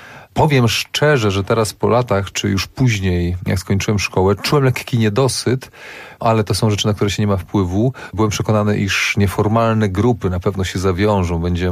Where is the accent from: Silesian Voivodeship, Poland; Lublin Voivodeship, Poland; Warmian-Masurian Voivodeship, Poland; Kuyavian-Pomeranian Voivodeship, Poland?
Kuyavian-Pomeranian Voivodeship, Poland; Bydgoszcz; Ja jestem bydgoszczaninem z pochodzenia